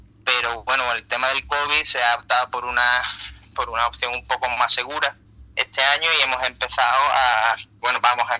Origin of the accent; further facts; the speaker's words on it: Andalusia, Spain; y tenemos otra en Jerez, porque nosotros somos gaditanos los dos.